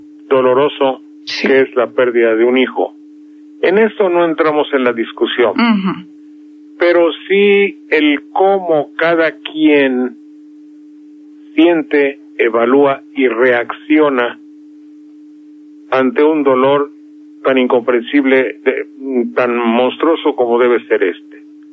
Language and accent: Spanish; Mexico; Somos muchos los mexicanos que hemos perdido la fe, primero en la política, luego en las reformas